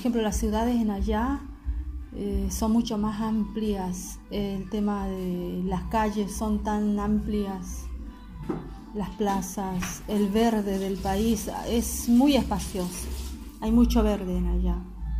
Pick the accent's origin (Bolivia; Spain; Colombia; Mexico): Bolivia; now in Argentina; De Bolivia, vine de Bolivia.